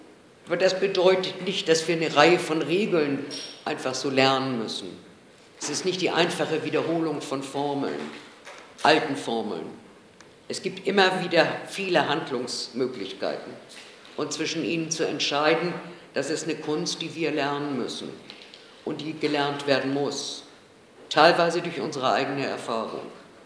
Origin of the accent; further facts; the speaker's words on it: Hamburg, Germany; von der Internationalen Bolschewistischen Tendenz und ich komme aus Hamburg.